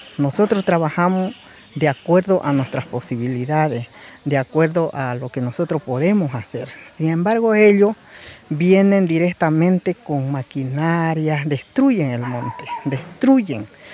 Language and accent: Spanish; San Miguel de Velasco, Santa Cruz, Bolivia; Soy del departamento de Santa Cruz, del pueblo chiquitano y de la comunidad Potrero Aguilar del municipio de San Miguel de Velasco.